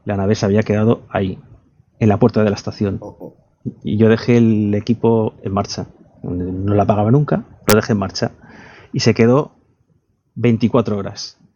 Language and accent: Spanish; Balearic Islands, Spain; yo porque soy de la isla, yo soy de Mallorca